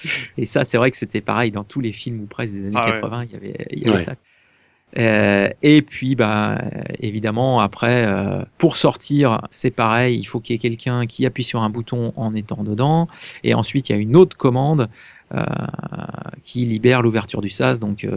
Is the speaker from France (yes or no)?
no; Namur, Wallonia, Belgium; Je suis de Namur.